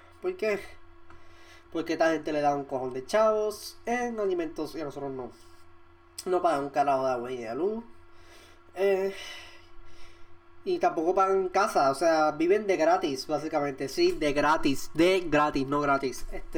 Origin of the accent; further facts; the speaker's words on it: Puerto Rico; moved away as an adult; yo obviamente soy puertorriqueño, yo estaba en Puerto Rico, yo acabo de llegar aquí un par de meses.